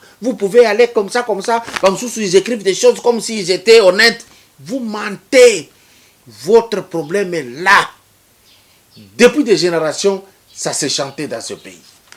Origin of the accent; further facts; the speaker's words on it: Lomami, DR Congo; Moi, je suis de Olomami. Il y a quoi là-bas?